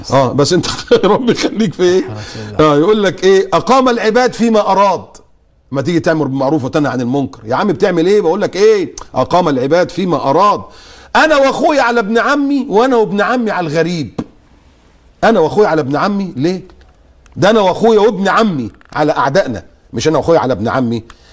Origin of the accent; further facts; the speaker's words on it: Egypt; هو انا عشان مصر مولود في مصر ابقى بتاع مصر بس؟